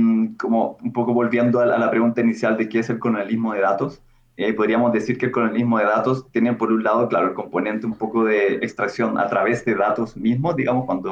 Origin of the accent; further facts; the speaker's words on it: Chile; accent: Chilean; Espero que hayan entendido mi acento chileno.